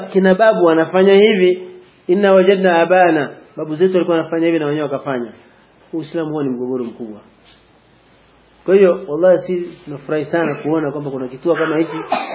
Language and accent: Swahili; Mwanza, Tanzania; sisi tumetokea Mwanza. … ni mwalimu wa dini.